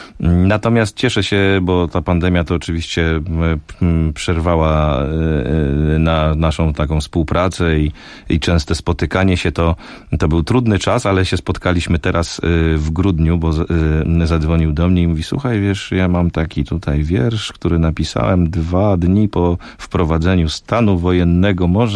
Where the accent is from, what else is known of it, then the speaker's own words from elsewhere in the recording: Lesser Poland, Poland; ja pochodzę z Małopolski